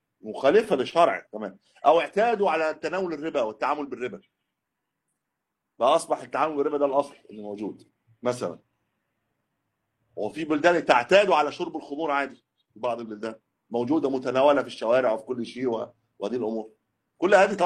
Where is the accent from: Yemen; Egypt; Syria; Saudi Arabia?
Egypt; لكن ليست عندنا في مصر يطلقون على السيارة دابة